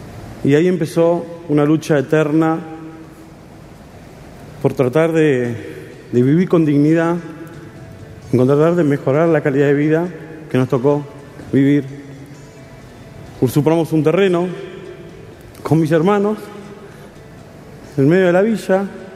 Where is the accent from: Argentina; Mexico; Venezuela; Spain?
Argentina; San Juan; born there; now in Buenos Aires, Argentina; Nacimos en San Juan y nos vinimos a Buenos Aires a buscar el oro y el moro.